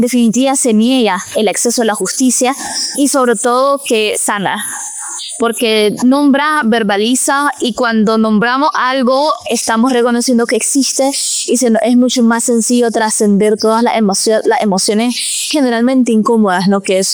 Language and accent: Spanish; Nicaragua; soy cantautora nicaragüense.